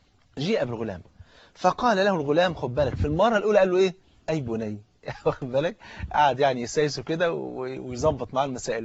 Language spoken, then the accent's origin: Arabic; Egypt; احنا ممكن نكون بعد ساعتين يكون الافطار عندنا في مصر هنا